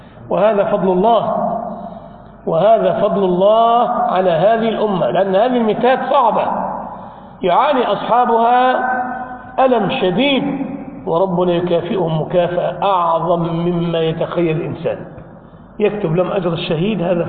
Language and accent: Arabic; Egypt; انطلق إلى عندنا في بلادنا مصر إلى اسكندرية